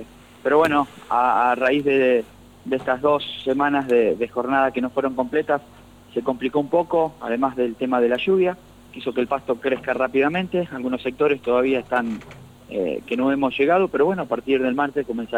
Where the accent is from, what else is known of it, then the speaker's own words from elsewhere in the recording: San Martín de las Escobas, Santa Fe, Argentina; moved away as an adult; ¿Dónde nací? En San Martín de las Escobas.